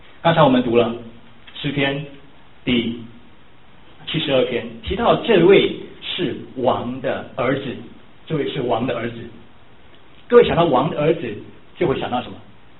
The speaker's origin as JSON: {"language": "Chinese", "country": "Taiwan", "said": "比如说我们来自台湾"}